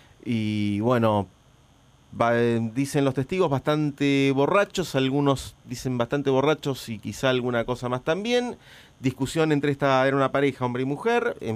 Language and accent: Spanish; La Plata, Buenos Aires Province, Argentina; nos tocan de cerca a los que somos de La Plata